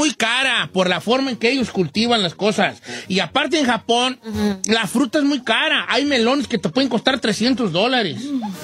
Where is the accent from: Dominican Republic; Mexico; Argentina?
Mexico; Michoacán; girl, soy de Michoacán.